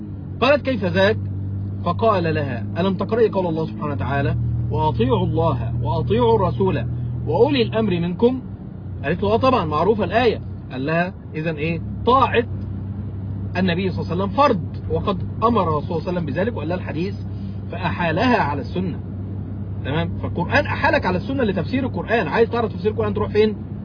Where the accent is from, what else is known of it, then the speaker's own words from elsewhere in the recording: Mansoura, Dakahlia, Egypt; وشيخ أبو إسحاق الحويني إحنا الاثنين من مصر وإحنا الاثنين عشنا في نفس الزمان، فإذا أكيد اتقابلنا في يوم من الأيام، والشيخ أبو إسحاق جه بلدنا كتير إلى المنصورة وأنا رحت كفر الشيخ،